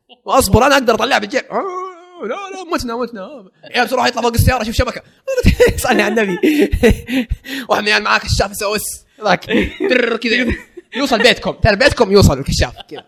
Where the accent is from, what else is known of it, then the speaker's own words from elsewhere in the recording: Jeddah, Makkah Province, Saudi Arabia; يا عمي احنا من جده.